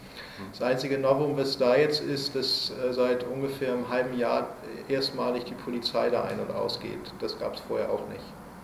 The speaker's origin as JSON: {"language": "German", "region": "Hamburg", "country": "Germany", "accent": "North German", "said": "bin ja aus Hamburg, wie man vielleicht so ein bisschen an meiner Sprache hört, dass ich aus Norddeutschland komme, bin aus Hamburg"}